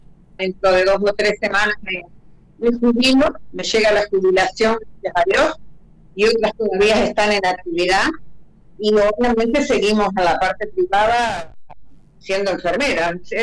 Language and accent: Spanish; Gualeguaychú, Entre Ríos, Argentina; also born or lived in Buenos Aires; now in Paraná, Argentina; Yo soy entrerriana, nací en Gualeguaychú. Uh-huh. Estudié primaria y secundaria en Gualeguaychú, después terciaria, enfermería profesional en Santa Fe. Y en los 80, 79, mejor dicho, en diciembre del 79, me fui a Buenos Aires a hacer una suplencia y me quedé a vivir ahí.